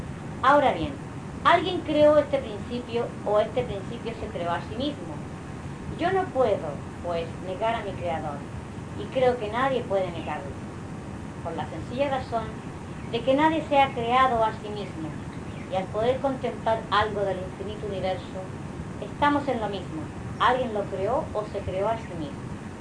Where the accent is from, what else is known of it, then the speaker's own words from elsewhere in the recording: Palma, Balearic Islands, Spain; also born or lived in Inca; Soy mallorquín, nacido en Inca. Pero siempre he residido en Palma.